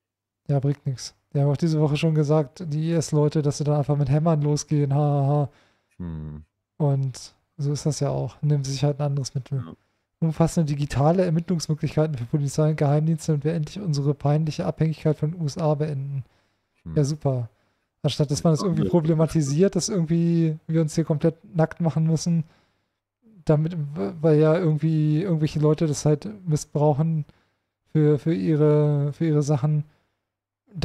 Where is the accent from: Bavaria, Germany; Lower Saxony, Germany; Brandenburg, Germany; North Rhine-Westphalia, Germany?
Lower Saxony, Germany; Hanover; Ja, und die Stadt Hannover, hier meine Heimat, hat auch schon nachgezogen.